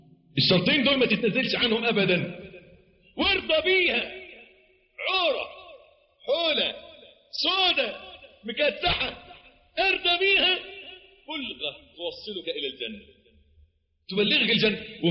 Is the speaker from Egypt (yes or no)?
yes; Egypt; عندنا في مصر معلش تلاقي الواد الميكانيكي طول الأسبوع مزيت